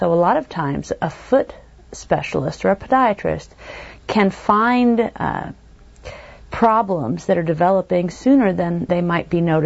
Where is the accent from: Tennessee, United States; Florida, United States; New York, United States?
New York, United States; a very tiny town in upstate New York, which is quite funny because when my patients find out that I'm from New York